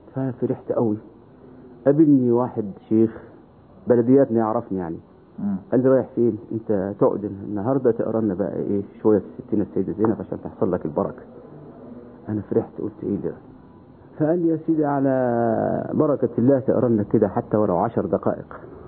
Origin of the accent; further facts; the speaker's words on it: Upper Egypt, Egypt; فبعد ما زرت القاهرة أنا انبسطت بيها ووجدت بلاد غير بلادنا. فرجعت إلى بلادي الصعيد